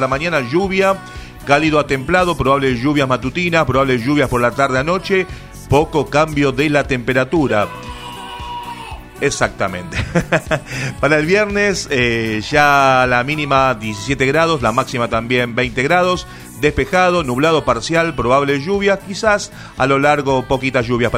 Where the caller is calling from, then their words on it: Quilmes, Buenos Aires Province, Argentina; de Quilmes